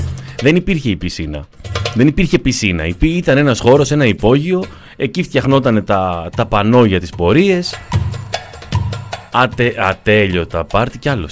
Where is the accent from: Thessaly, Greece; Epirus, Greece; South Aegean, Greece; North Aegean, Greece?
Epirus, Greece; Ioannina; επειδή είμαι από τα Γιάννενα